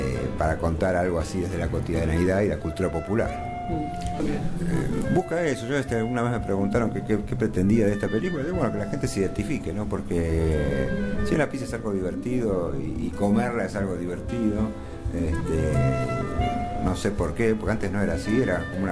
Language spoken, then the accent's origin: Spanish; Argentina; cómo nos relacionamos los argentinos con la comida, ¿no?